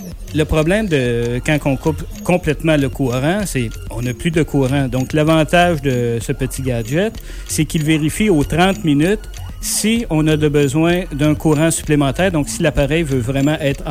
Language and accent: French; Quebec, Canada; c'est pas écrit sur mon visage que je suis Québécois, que je suis Canadien.